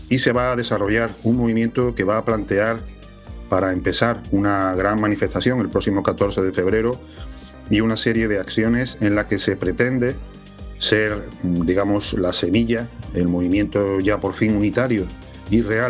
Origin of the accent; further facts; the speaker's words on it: Spain; nosotros como españoles somos también objetivo y víctima de ese imperialismo decadente.